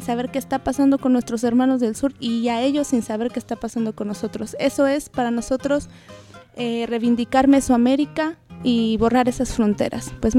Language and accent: Spanish; Mexico; De repente como mexicanos nos sentimos también lejos de los vecinos